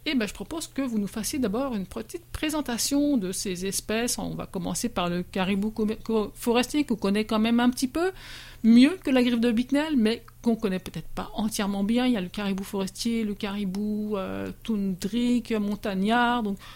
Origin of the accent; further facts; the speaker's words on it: Quebec, Canada; on va rester bien sur Terre, chez nous, au Québec